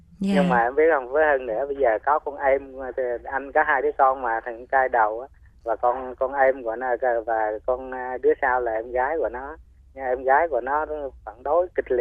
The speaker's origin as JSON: {"language": "Vietnamese", "region": "Central Vietnam", "country": "Vietnam", "said": "Dạ, em cũng người miền Trung."}